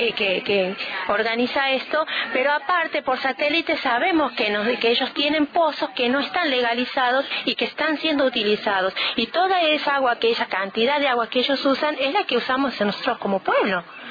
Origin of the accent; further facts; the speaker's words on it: Con Lara, Córdoba, Argentina; estamos muy al límite con San Luis, y muchas veces cuando decimos somos de Con Lara, realmente pregunta si somos de San Luis.